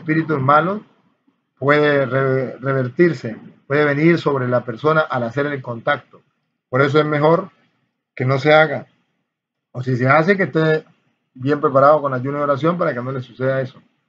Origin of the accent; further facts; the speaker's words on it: Guatemala; now in United States; desde Estados Unidos. Pero soy de Guatemala, soy un fiel oyente.